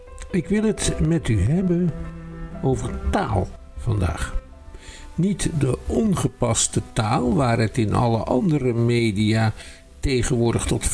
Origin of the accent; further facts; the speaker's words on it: South Holland, Netherlands; accent: Rotterdam dialect; De hele teringzooi is overgenomen door het plat Rotterdams. Dat kan je nou ook aan mij horen.